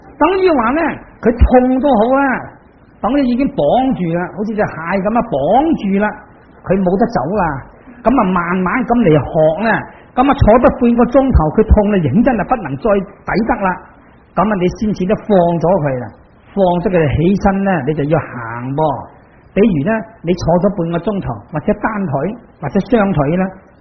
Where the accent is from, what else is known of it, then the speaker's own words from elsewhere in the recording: China; 我哋中国人食饭嘅，但系嗰啲外国人食面包